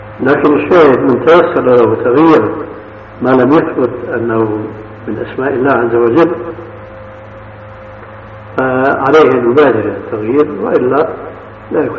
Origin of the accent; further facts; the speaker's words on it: Syria; فهو كاسم الستار الذي يتسمى به بعض الناس عندنا في سوريا